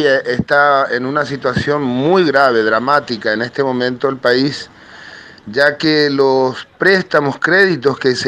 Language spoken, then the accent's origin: Spanish; Paraguay; soy de oficio cantautor hace 35 años en mi país, el Paraguay